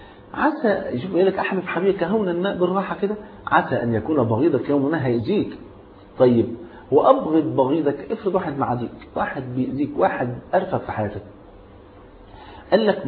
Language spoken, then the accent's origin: Arabic; Egypt; يعني المثل حتى عندنا في مصر يقول لك أنا غني وأحب الهدية